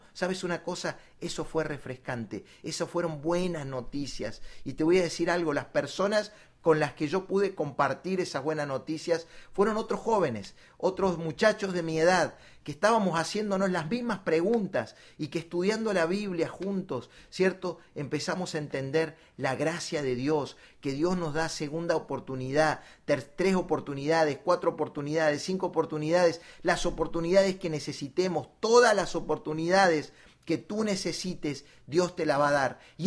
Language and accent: Spanish; Córdoba, Argentina; Nosotros vivíamos en Argentina, yo vengo desde Argentina, desde Córdoba, Argentina